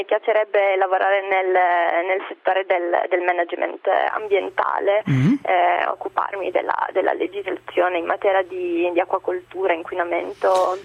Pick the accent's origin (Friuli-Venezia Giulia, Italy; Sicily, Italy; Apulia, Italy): Apulia, Italy; Bari